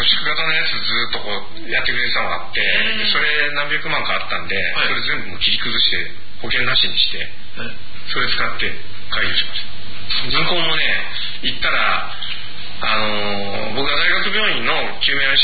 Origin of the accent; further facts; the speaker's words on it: Tokyo, Japan; 自分江戸っ子なので育ちが宵越しの金は持たない方なので